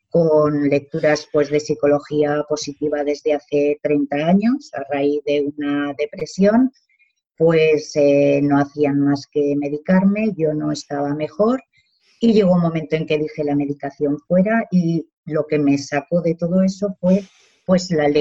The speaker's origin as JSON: {"language": "Spanish", "town": "Zaragoza", "region": "Aragon", "country": "Spain", "said": "de Zaragoza, yo soy trabajadora social"}